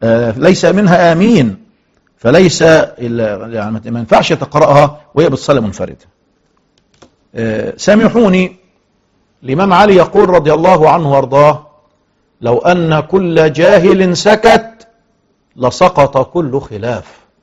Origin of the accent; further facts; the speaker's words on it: Egypt; لو ذكرنا مثلا في بلادنا مصر عددنا 100 مليون